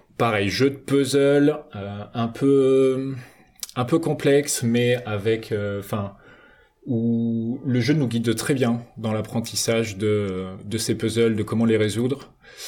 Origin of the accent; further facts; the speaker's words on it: Angoulême, Nouvelle-Aquitaine, France; je viens d'Angoulême.